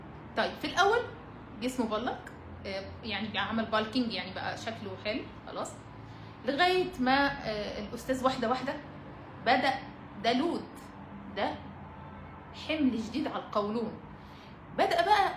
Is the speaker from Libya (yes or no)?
no; Alexandria, Alexandria Governorate, Egypt; اشتغلت في يعني في جيم هنا والله براند عندنا في اسكندرية